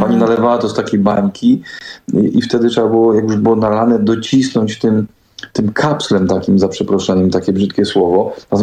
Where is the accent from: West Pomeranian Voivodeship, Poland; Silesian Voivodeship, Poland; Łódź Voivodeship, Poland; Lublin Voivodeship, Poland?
Silesian Voivodeship, Poland; Katowice; Urodziłem się w szpitalu w Katowicach Janowie, który sąsiaduje z bardzo kultową dzielnicą Katowic Nikiszowiec